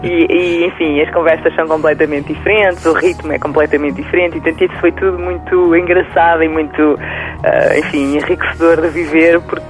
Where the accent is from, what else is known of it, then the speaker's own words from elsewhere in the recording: Portugal; pois, mas eu sou portuguesa, não sou espanhola